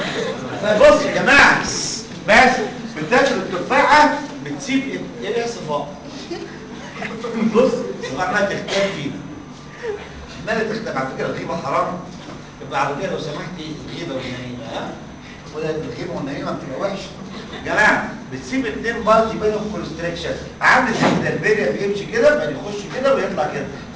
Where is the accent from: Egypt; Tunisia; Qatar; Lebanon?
Egypt; فطبعا عندنا في مصر مالوش قيمه